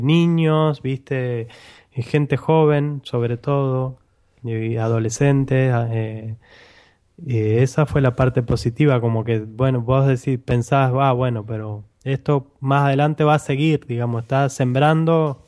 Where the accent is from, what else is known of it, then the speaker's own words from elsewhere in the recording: Argentina; moved away; yo porque soy argentino y acostumbrado a las marchas argentinas